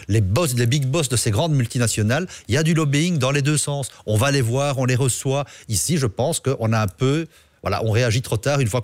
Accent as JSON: {"language": "French", "town": "Charleroi", "region": "Wallonia", "country": "Belgium", "tie": "born or raised there", "said": "moi, je suis originaire de la région de Charleroi"}